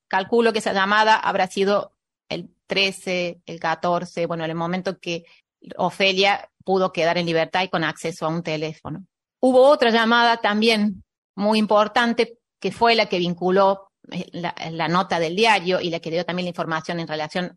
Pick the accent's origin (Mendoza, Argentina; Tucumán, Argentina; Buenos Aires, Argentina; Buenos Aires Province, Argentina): Mendoza, Argentina; born there; había nacido en Córdoba, aunque yo nací en Mendoza.